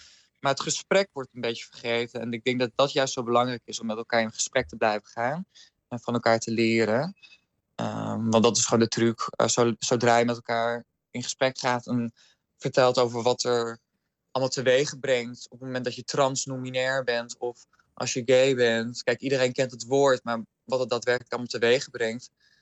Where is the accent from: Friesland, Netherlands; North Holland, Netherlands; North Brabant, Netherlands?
Friesland, Netherlands; Dus dat is het wat ik zelf als Fries in Kollum heb ervaren.